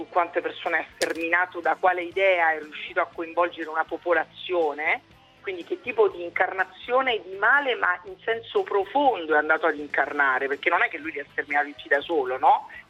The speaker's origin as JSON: {"language": "Italian", "region": "Southern Italy", "country": "Italy", "said": "se ci mettiamo a parlare si sente, a voglia che si sente che sono del sud"}